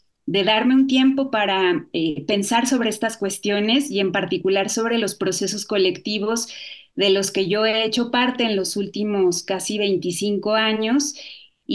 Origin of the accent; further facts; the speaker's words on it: Mexico City, Mexico; born there; now in Cholula, Mexico; Y yo vivo en Puebla, en Cholula. Nací en la Ciudad de México y hace aproximadamente 8 años que ya vivo acá. Primero llegué a la Ciudad de Puebla y después ya me mudé con mi familia aquí a Cholula